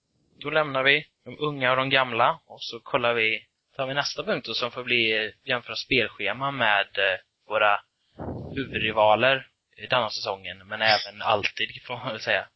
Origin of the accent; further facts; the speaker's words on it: Sweden; Jag kanske inte är rätt målgrupp eftersom att jag är från Sverige och inte brukar vara här så ofta.